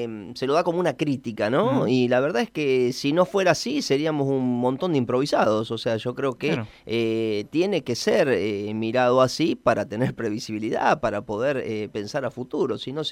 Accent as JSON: {"language": "Spanish", "town": "Toay", "region": "La Pampa", "country": "Argentina", "tie": "born or raised there", "said": "nosotros quienes nacimos en Toay, yo tengo 48 años, y siempre escuchamos, o sea, los chicos de mi edad, o sea, aprendimos a vivir en un pueblo en donde era muy difícil todo"}